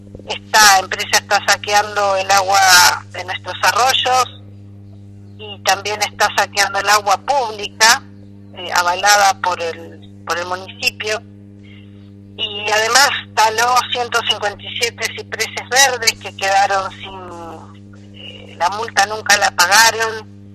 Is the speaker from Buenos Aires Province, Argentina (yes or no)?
no; Chubut, Argentina; born there; Nací en Javier, más o menos, medio en línea recta con el Maitén, unos 20, 30 kilómetros en línea recta. Estamos en la Asamblea de Vecinos de Puyén